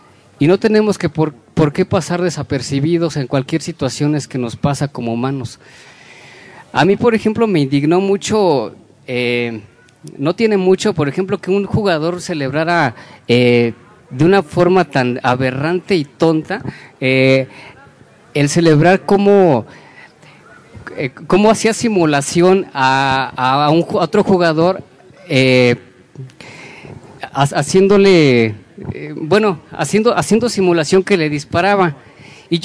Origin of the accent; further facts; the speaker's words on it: Puebla, Mexico; Yo soy de Puebla, soy un ciudadano, soy mexicano